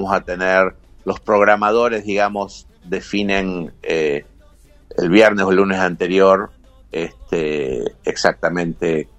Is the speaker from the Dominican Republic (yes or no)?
no; Montserrat, Buenos Aires, Argentina; Yo crecí muy cerca de ahí, yo crecí en Montserrat, mis abuelos vivían ahí en Chile.